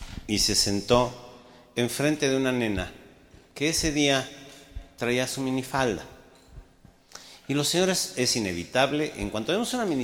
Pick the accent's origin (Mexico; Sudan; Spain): Mexico; los mexicanos somos cojelones